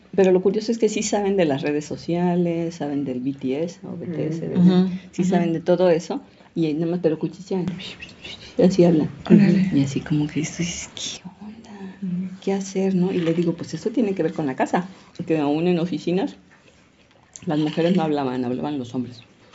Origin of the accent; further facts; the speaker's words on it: Sinaloa, Mexico; porque yo crecí en Sinaloa.